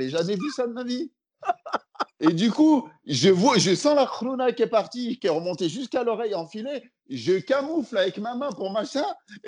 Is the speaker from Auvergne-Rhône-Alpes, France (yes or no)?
yes; Lyon, Auvergne-Rhône-Alpes, France; now in Paris, France; parce que moi, je suis lyonnais de base, et quand je suis arrivé sur Paris, c'était le début du stand-up